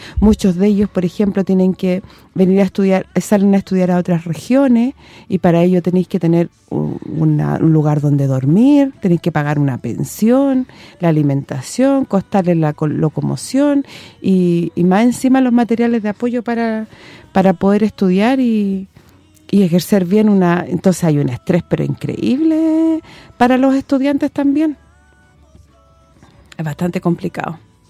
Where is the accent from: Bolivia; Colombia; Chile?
Chile; Como dicen por ahí, como buen chileno.